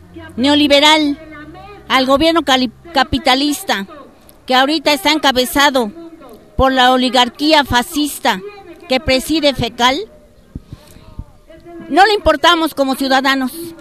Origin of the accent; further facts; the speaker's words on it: Mexico; es un derecho y una obligación como mexicanos defender lo que es nuestro